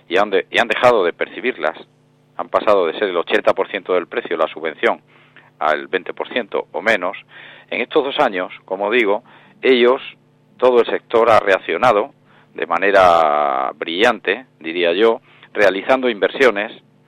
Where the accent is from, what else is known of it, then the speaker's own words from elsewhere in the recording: Extremadura, Spain; para mí, personalmente, como extremeño